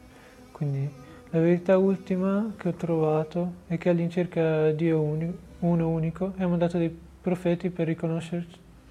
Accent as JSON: {"language": "Arabic", "region": "Piedmont", "country": "Italy", "tie": "born or raised there", "second_language": "Arabic", "said": "قريب من تورينو."}